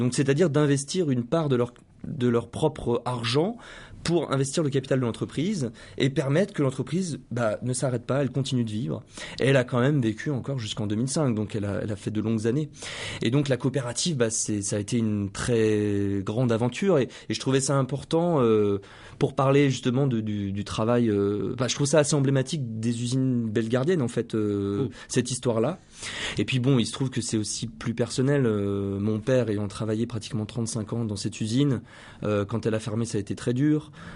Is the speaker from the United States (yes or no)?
no; Bellegarde, France; moi, je suis d'origine de Bellegarde. J'y habite plus aujourd'hui, hein, mais voilà, mes parents habitent la région. J'y ai grandi, j'y connais beaucoup de monde.